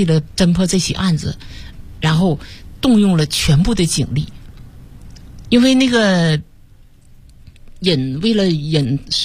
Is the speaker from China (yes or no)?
yes; Northeast China, China; accent: Northeast Mandarin; 用我们东北话叫这个可能别人听不懂，我们东北话叫蹲地缸子